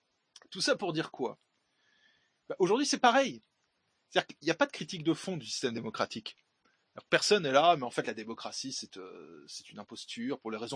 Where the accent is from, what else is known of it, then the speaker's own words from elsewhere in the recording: Grand Est, France; Ce type de mesure expérimentale de soumission et de délire collectif est systématiquement testé chez nous en Alsace.